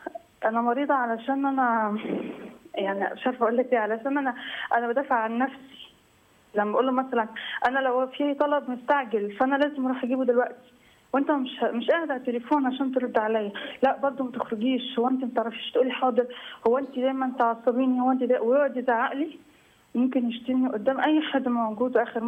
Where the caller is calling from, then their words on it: Gharbia, Egypt; من الغربيه.